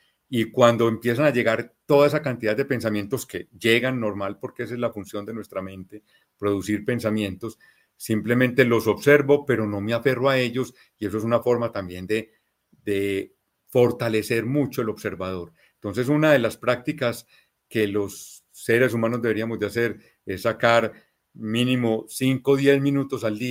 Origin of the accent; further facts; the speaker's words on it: Colombia; yo soy colombiano